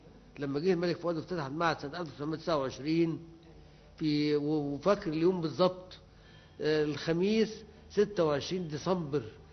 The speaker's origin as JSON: {"language": "Arabic", "region": "Upper Egypt", "country": "Egypt", "lives_now": "Cairo, Egypt", "said": "ما انا كنت جاي من الصعيد"}